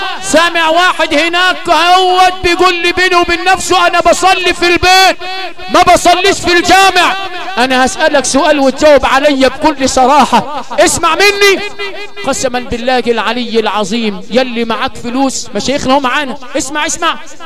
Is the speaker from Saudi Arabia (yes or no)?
no; Sharqia Governorate, Egypt; وعندنا في الشرقيه